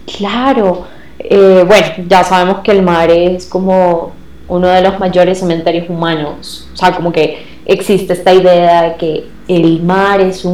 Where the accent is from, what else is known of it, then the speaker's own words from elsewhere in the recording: Venezuela; porque soy de Venezuela, y para la gente a veces es como que todo venezolano es costeño. No, yo vengo de un lugar lejano al mar, y yo no sé nadar.